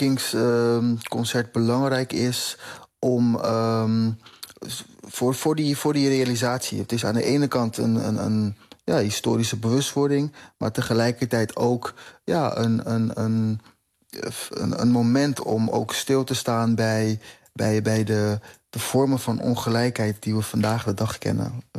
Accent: Curaçao; now in Netherlands; En dat draagt bij aan mijn identiteit als Curaçaoënaar hier in Nederland.

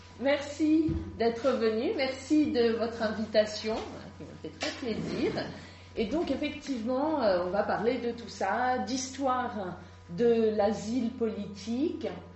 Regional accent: France; j'ai grandi en France, je suis française.

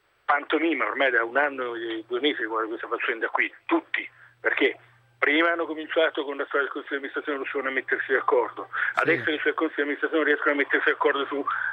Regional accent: Como, Lombardy, Italy; perché sto seguendo, essendo un comasco

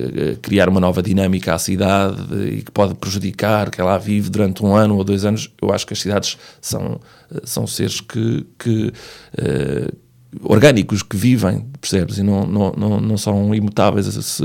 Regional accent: Valpaços, Norte, Portugal; saí de Valpaços, em Trás-os-Montes, quando acabei o secundário, já não havia mais

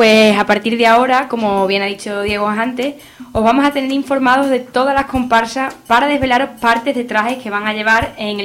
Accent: Alange, Extremadura, Spain; yo personalmente tengo el desfile en Alange, en mi pueblo

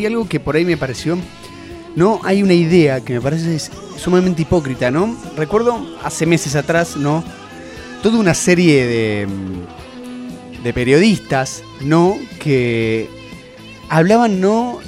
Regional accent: Argentina; porque somos argentinos, somos así, sí.

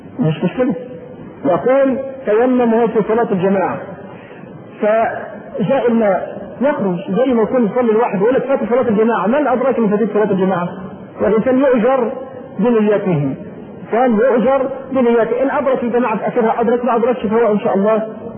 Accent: Egypt; معلوم ان احنا كبلد ريفي ما طبعا مصر كلها

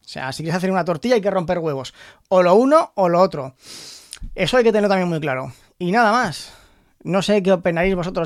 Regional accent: Spain; yo como jugador español de Hearthstone

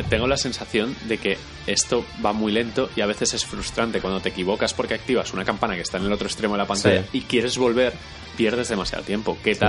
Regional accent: Spain; Nos dio un poco de vergüencita decirle, somos españoles, cuñado, tal.

